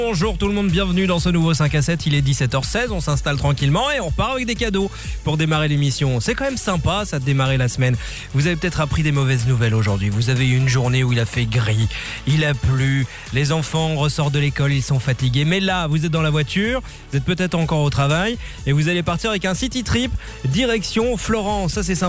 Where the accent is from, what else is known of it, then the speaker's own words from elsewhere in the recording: Belgium; chez nous en Belgique